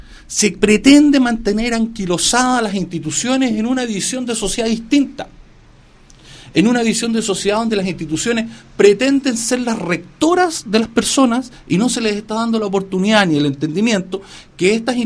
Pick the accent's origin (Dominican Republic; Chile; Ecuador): Chile; Nosotros hoy como chilenos creemos en la oportunidad de las personas.